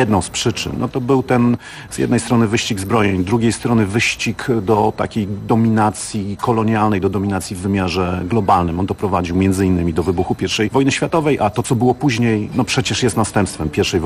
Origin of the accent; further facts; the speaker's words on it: Gdańsk, Pomeranian Voivodeship, Poland; born there; Ja jestem gdańszczaninem z urodzenia i jeśli mogę sobie pozwolić tutaj na taką deklarację, to jestem osobą bardzo, bardzo silnie związaną z Gdańskiem